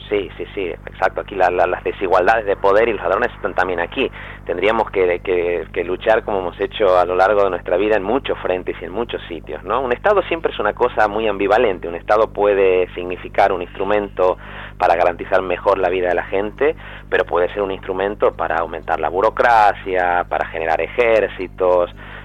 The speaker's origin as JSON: {"language": "Spanish", "country": "Argentina", "also_born_or_lived": "Madrid", "moved": "yes", "lives_now": "Spain", "said": "yo soy argentino de origen, por lo tanto, para mí Cataluña, como lo fue antes Madrid, porque en Madrid viví 4 años... es sobre todo una tierra de acogida, es la tierra donde nacieron mis hijos"}